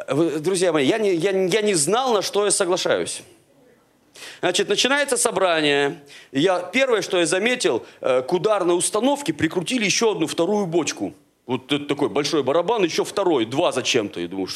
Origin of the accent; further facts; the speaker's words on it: Siberia, Russia; Ну, я, вы простите, сибиряк, поэтому про яблоки, вишни и прочее говорить не могу.